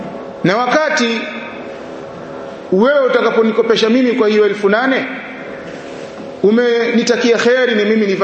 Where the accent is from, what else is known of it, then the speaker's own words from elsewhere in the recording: Tabora, Tanzania; kule kwetu Tabora